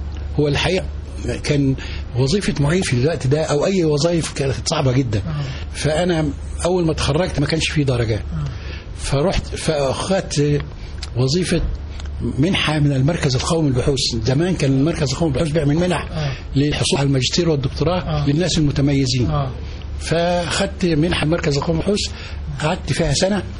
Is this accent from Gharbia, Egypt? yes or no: no; Minyat Sandub, Dakahlia, Egypt; انا راجل من الريف، قرية جنب المنصورة